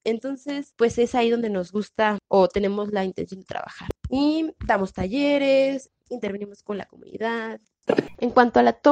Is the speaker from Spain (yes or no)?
no; Mexico; Somos morritas del Estado de México y de la Ciudad de México, antes de DF.